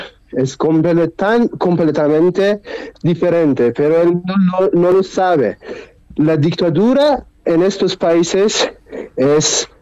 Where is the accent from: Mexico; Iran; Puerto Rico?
Iran; Spanish is a second language; cuando ellos saben que yo soy de Irán